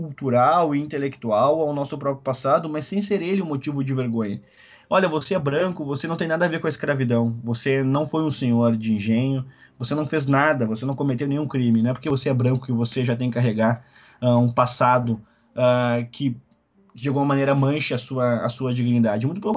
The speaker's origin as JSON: {"language": "Portuguese", "country": "Brazil", "said": "se nós, enquanto brasileiros, não entendermos"}